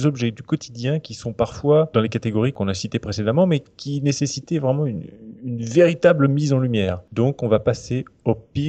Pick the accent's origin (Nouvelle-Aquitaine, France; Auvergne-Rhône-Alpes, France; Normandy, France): Normandy, France; Alors, bon, je viens de Normandie.